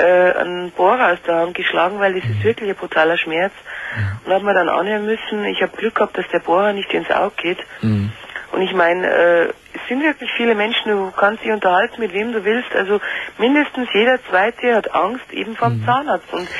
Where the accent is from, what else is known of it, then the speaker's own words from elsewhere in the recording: Munich, Bavaria, Germany; Also ich komme aus München